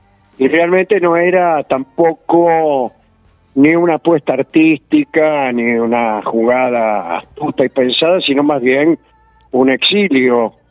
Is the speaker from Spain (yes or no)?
no; Argentina; tratar de diferenciarnos como argentinos